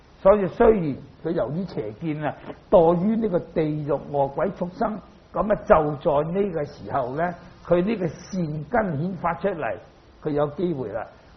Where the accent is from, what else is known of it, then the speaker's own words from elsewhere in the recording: China; 所以咧，我哋中國人啊，如果你肯讀呢啲佛經咧，你對於中國嘅文化咧，係對你有好大嘅幫助啊！